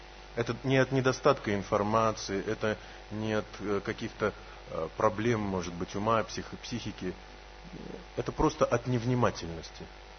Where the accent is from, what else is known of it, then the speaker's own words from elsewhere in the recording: Ulan-Ude, Buryatia, Russia; born there; Сразу еще раз скажу, что я родился в Улан-Удэ.